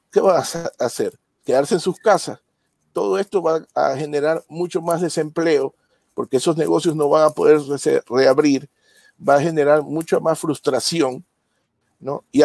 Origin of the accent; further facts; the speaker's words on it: Ecuador; Recientemente en mi país, Ecuador, en octubre del año pasado